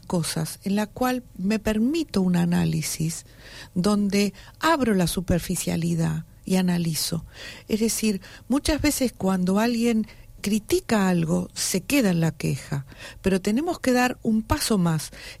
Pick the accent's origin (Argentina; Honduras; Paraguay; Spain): Argentina; Buenos Aires; Para la gente de allá, nos dicen los porteños, y somos los porteños.